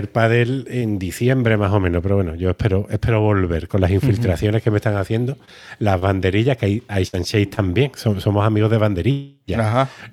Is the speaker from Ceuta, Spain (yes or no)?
no; Andalusia, Spain; cuando hagamos otra vez esos intercambios culturales para dejar tu dinero gallego en mi tierra y yo mi dinero andaluz en la tuya